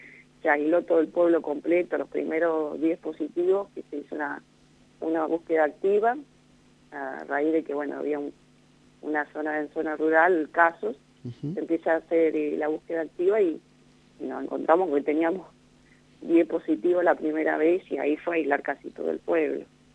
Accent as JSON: {"language": "Spanish", "town": "Santa Isabel", "region": "La Pampa", "country": "Argentina", "tie": "born or raised there", "lives_now": "Limay Mahuida, Argentina", "said": "Yo soy oriunda de Santa Isabel, en realidad."}